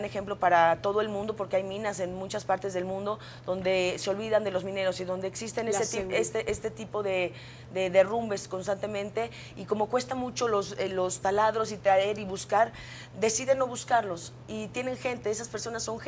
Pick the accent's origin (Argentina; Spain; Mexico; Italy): Mexico; yo siempre defiendo mucho México porque antes que nada yo soy mexicana